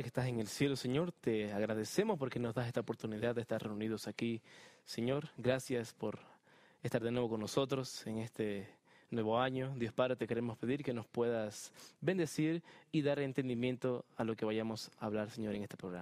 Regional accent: Beni, Bolivia; Yo soy de la tierra linda del Beni, parte del oriente de Bolivia.

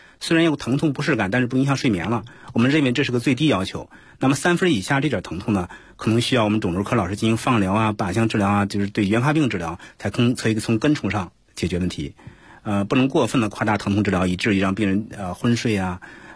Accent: China; 我们中国人谈阿片药就色变

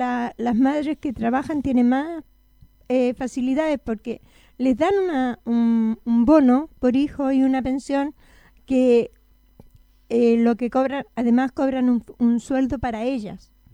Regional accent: Santiago, Santiago Metropolitan, Chile; La verdad, yo soy de Santiago

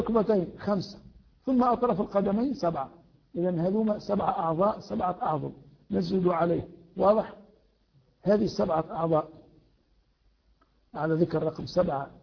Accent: Tunisia; علينا أن لا نتبع هذا العرف في بلدنا تونس

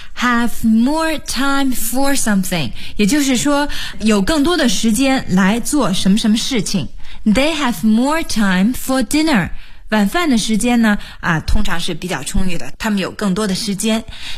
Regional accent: China; 那么我们中国人吃午餐的时候呢，习惯还是吃点比如说馒头啊、面条啊

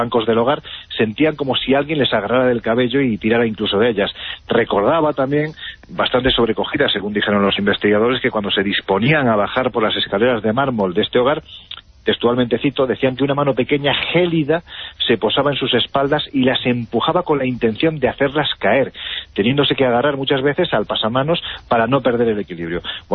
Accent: Jaén, Andalusia, Spain; en mi tierra

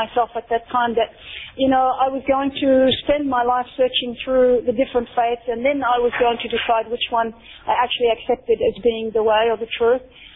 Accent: Australia; as an Australian Muslim I have felt that we need to start building these bridges

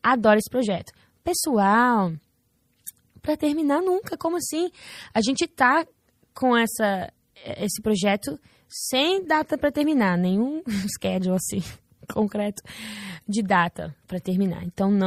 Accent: New Jersey, United States; Mas eu nasci nos Estados Unidos, meu irmão também. E como que fala? A gente tá aqui até hoje, no mesmo estado, New Jersey.

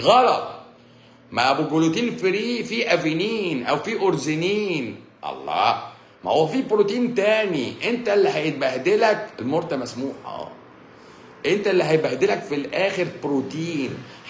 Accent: Egypt; now in Saudi Arabia; اروح القنصليه اقول لهم انا مصري وادي معايا البطاقه

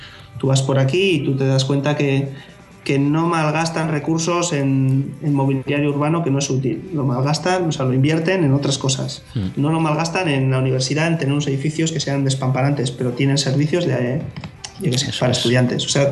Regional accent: Basque Country, Spain; now in Aalborg, Denmark; Igual para nosotros que venimos de España no tanto, aunque en Euskadi también son caros los pisos

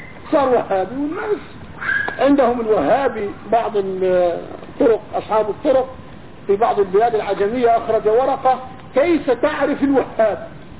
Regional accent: Jordan; انا تركت اهل الكهف عندنا في الاردن

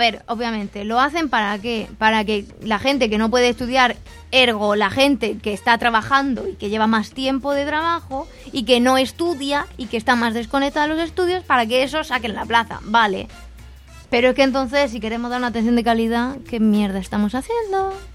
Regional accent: Region of Murcia, Spain; Soy murciana y es verdad.

